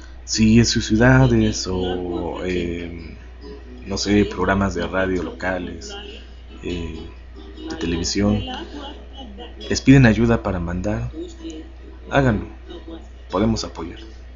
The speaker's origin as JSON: {"language": "Spanish", "region": "Puebla", "country": "Mexico", "tie": "born or raised there", "said": "Sí, en la ciudad de Los Ángeles, en Puebla, de donde soy originario."}